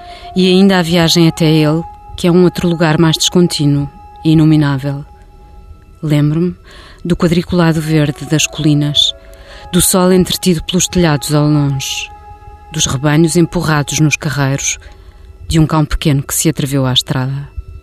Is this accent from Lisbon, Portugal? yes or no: yes; Lisbon, Portugal; eu nasci em Lisboa, nunca tive aquela experiência, aliás tinha imensa inveja quando era miúda daquela experiência do campo e das pessoas que diziam que iam passar fins de semana à terra, porque acho que nunca tive terra.